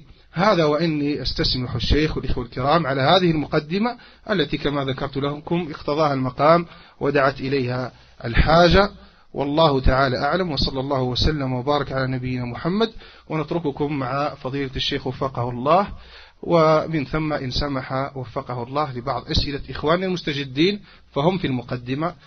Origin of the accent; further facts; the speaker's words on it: Algeria; عندنا في الجزائر